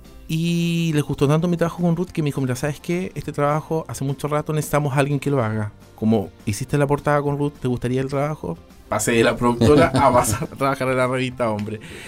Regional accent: Osorno, Los Ríos, Chile; crecí con mi papá en Osorno, mi mamá en Valdivia

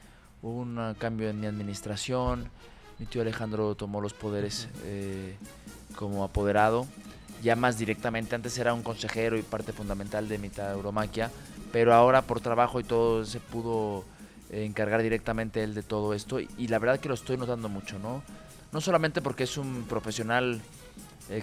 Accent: Mexico; como yo, como mexicano, como casi de queretano de adopción

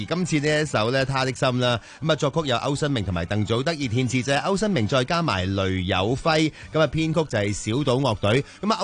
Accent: Hong Kong

